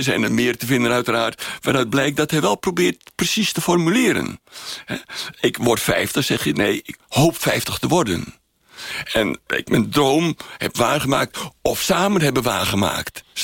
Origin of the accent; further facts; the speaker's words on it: North Holland, Netherlands; Ik kom uit West-Friesland, een deel van Noord-Holland, daar kent men dat.